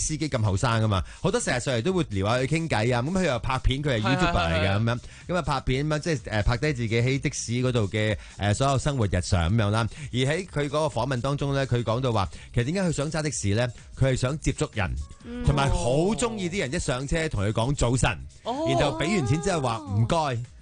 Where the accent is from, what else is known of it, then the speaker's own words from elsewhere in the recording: China; 始终我哋都系中国人啦，礼义之邦。